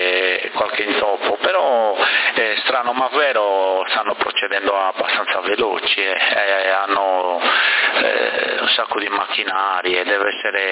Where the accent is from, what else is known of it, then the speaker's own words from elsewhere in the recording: Bonorva, Sardinia, Italy; moved away as an adult; now in Sassari, Italy; ai 28 anni prima di sposarmi non vivevo a Sassari, capito? Io sono di Bonorva, sono nato là e ho vissuto lì sino a 26-28 anni, capito? Poi quando mi sono sposato sono venuto a vivere a Sassari.